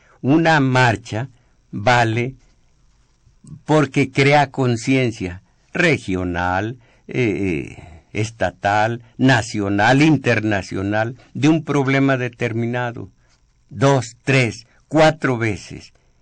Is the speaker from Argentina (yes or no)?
no; Mexico; como comunidad agraviada, como mexicanos gobernados de tan inicua madera